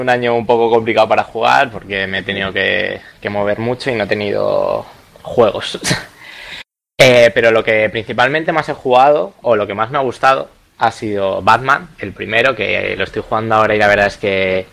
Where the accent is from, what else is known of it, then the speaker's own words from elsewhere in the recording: La Eliana, Valencian Community, Spain; soy de Valencia, de un pueblecito llamado La Liana. Tengo 24 años.